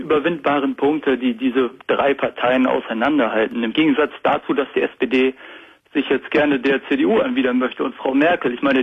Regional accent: West Germany, Germany; tut mir leid, jetzt als Westdeutsche, sage ich mal

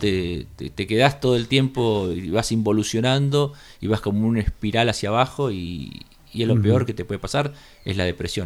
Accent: Capilla del Monte, Córdoba, Argentina; que somos de acá de Capilla del Monte

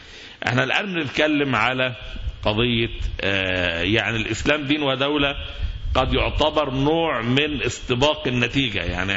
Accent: Egypt; مصطلحات احنا كشعب مصري خوفنا منها فترة كبيرة جدا

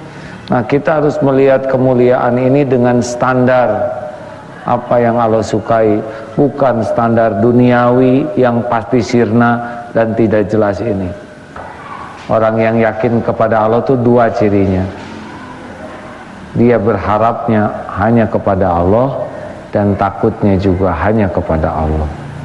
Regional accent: United States; born there; Indonesian is a second language; Saya lahir di Amerika bukan pilihan saya.

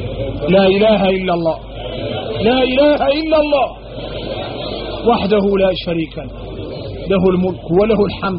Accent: Mauritania; احنا موريتاني

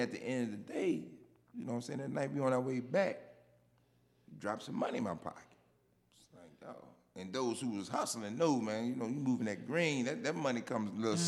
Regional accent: Chesterfield, Virginia, United States; I represent the 804 VA. I am from Chesterfield, Virginia.

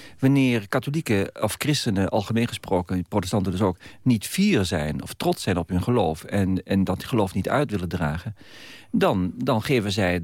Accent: Netherlands; Dus het gaat erom dat wij als Nederlanders echt leren om tolerant te worden.

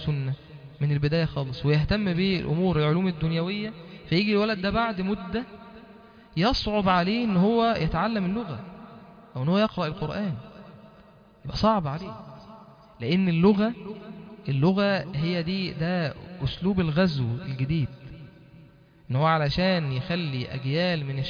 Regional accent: Egypt; first language Arabic; انا اكون راجل مسلم مصري بتكلم عربي لغتي الام

